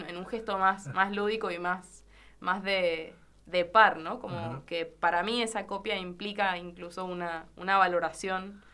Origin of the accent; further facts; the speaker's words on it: Tunuyán, Mendoza, Argentina; yo soy de Tunuyán y una manera de insertarme en la música fue tocar lo que hacía falta